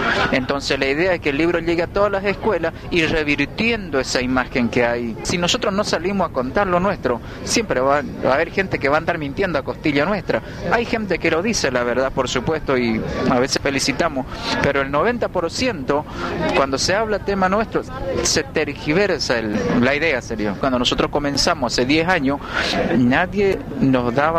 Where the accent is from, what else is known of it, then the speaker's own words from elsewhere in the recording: Napalpí, Chaco, Argentina; yo nací y crecí en Napalpí